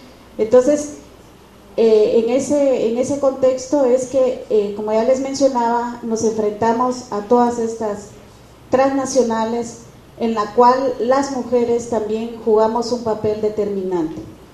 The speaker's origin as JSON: {"language": "Spanish", "country": "Guatemala", "said": "Efectivamente, vengo de Guatemala."}